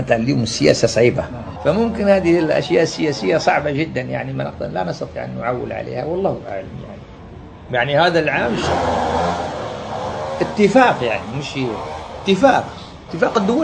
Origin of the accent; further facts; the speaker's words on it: Algeria; كما سموها عندنا في الجزائر الكاشكاش